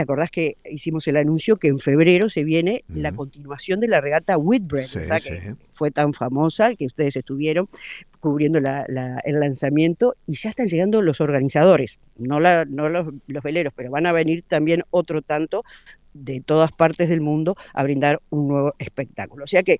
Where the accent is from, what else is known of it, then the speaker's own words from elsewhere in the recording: Uruguay; nosotros como uruguayos estamos muy orgullosos siempre